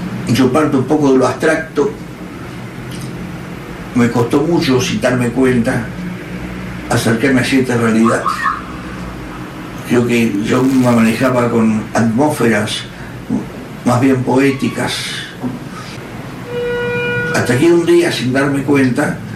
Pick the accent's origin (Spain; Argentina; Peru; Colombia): Argentina; Rosario, Santa Fe; nací en Rosario en 1926. Viví gran parte de mi vida en Rosario, aunque he viajado, he vuelto siempre.